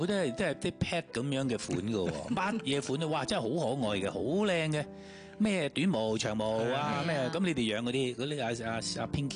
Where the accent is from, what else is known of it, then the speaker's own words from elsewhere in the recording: China; 即係以前我哋細個嗰啲，我哋中國人家庭係屋都有隻貓喺度嘅。